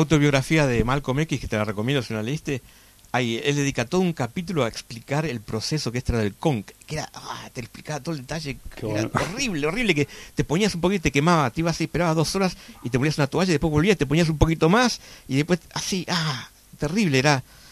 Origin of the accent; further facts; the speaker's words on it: Buenos Aires, Argentina; Yo me acuerdo cuando era chico, vivía en Belgrano